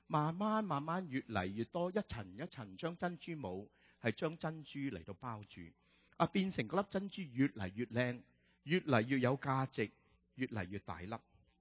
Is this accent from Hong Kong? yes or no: yes; Hong Kong; 我们由香港来的就喜欢吃蚝了。